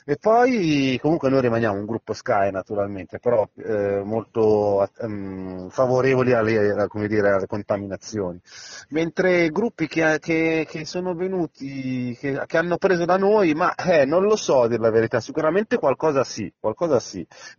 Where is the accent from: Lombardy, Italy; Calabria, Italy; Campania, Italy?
Lombardy, Italy; Milan; Noi siamo di Milano